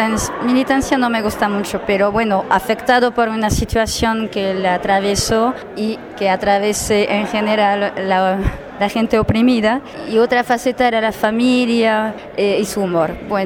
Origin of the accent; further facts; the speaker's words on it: France; Spanish is a second language; francesa, con el acento, coreógrafa